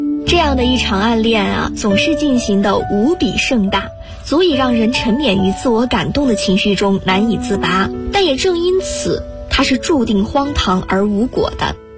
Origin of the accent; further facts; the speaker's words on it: Guangzhou, Guangdong, China; now in Nanjing, China; 来自广东广州，我在南京大学，距离我的家乡1367公里。